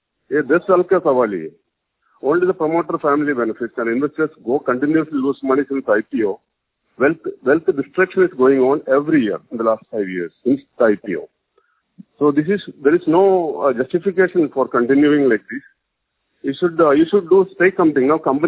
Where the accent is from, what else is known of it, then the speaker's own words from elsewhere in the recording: Kochi, Kerala, India; from Cochin.